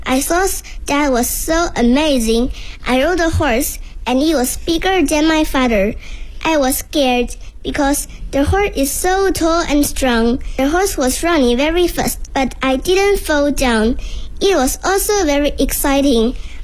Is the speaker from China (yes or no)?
yes; Shenzhen, Guangdong, China; Hello everyone … I am 9 years old. I am from Shenzhen, a big city in Guangdong Province in China.